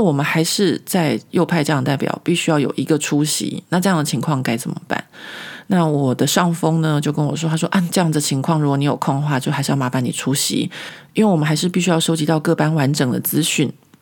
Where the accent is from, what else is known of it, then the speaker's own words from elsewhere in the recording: Taiwan; 因为我觉得这有可能是我们台湾人的性格，就是我们台湾的民主制度下面